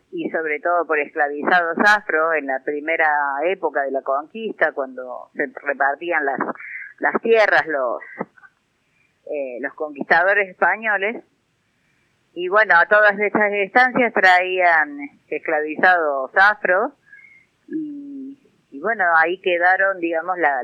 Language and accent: Spanish; Villa Sardino, Córdoba, Argentina; investigando la historia acá de mi pueblo, ¿no? Porque nuestra organización tiene sede acá en Villa Sardino, que es en el centro casi del Valle de Punilla.